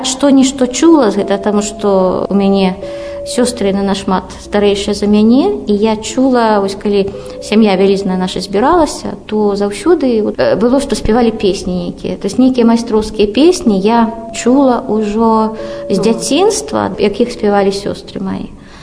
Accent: Slonim, Grodno Region, Belarus; moved away as an adult; Я са Слоніма, там нарадзілася, там жыла да 18 гадоў. Хоць я жыла ў горадзе, але мае бацькі пераехалі з вёскі ў горад за 2 гады да майго нараджэння.

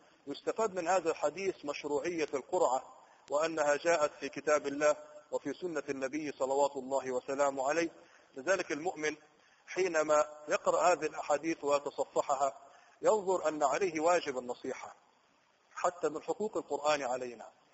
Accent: Egypt; عندنا في مصر يضربوا مثال يقولوا النايم في ذمة الصاحي

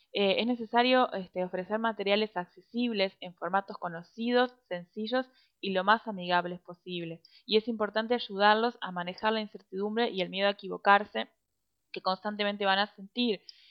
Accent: Uruguay; yo soy de Uruguay, soy socióloga, tengo 27 años

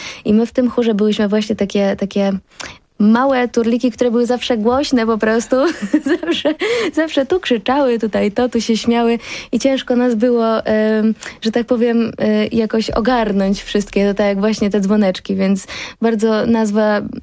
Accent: Zakopane, Lesser Poland, Poland; jakżeż tak można być z gór, że nie jesteś miastowa w ogóle. No i tak, tak było, ale się teraz tego nie wstydzę. Jestem ze wsi.

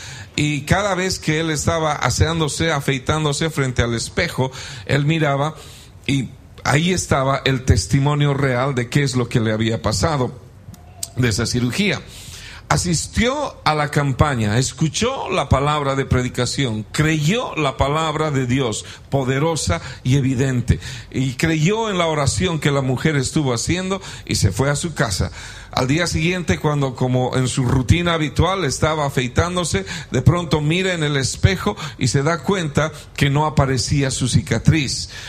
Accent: Bolivia; born there; nosotros somos bolivianos de origen, de nacimiento, nacimos allá y nos convertimos al evangelio allá mismo, y venimos del avivamiento más grande que hubo en mi país, en Bolivia

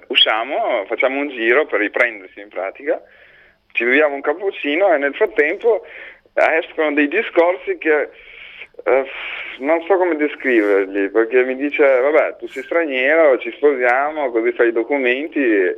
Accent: Tirana, Tirana County, Albania; Italian is a second language; Io vengo da Tirana, dall'Albania.

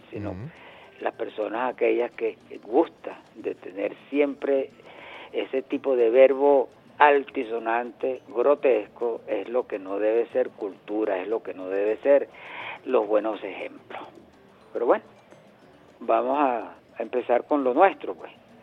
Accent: Venezuela

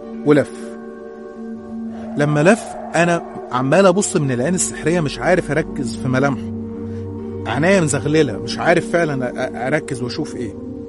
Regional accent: Qalyubia, Egypt; born there; من مواليد الأليوبية.

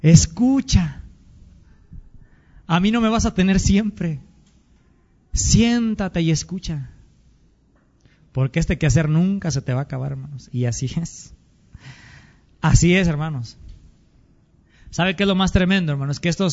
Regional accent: Mexico; Si somos mexicanos, hermanos, más que otra cosa

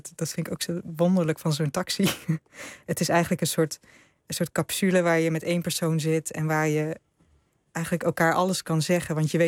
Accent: Netherlands; Hij vroeg natuurlijk waar ik vandaan kom. En ik zei ja, uit Nederland. En toen bleek uiteindelijk dat, nou ja, mijn vader is een Indo en zijn vader was een Hollander.

